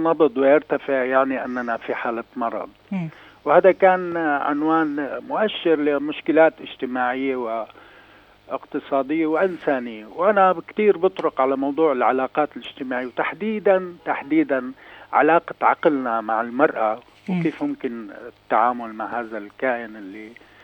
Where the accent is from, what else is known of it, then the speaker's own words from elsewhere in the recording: Masyaf, Hama Governorate, Syria; أنا سوري وعربي، وبالتالي مصياف وأي مدينة في سوريا تعني نفس الشيء بالنسبة لي